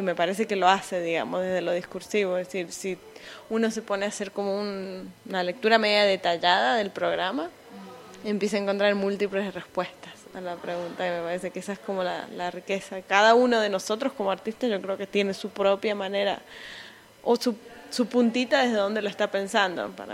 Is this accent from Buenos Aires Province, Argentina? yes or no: no; San Juan, Argentina; now in United States; soy originariamente de Argentina, de la provincia de San Juan, que es una provincia que está al oeste, noroeste de Argentina, pero ahora vivo en Estados Unidos desde hace ya unos años